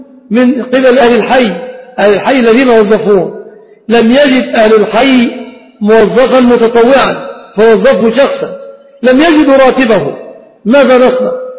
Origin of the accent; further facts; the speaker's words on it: Egypt; الفقير سيارة من زكاة المال ليس في عرفنا كمصريين، لأن أغلب المصريين لا يمتلكون سيارة